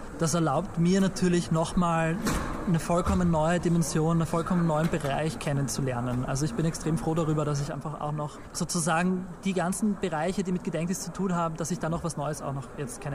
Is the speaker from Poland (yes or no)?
no; Austria; aber sie wird immer eine andere sein als meine, als Österreicher.